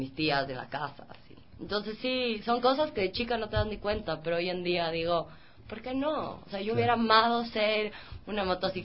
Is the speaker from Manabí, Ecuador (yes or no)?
no; Cuenca, Azuay, Ecuador; soy de Cuenca, toda mi familia es cuencana.